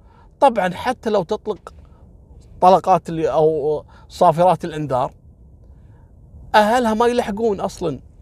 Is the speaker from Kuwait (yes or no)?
yes; Kuwait; اللي كان أول عندنا في الكويت في مستشفى الفروانية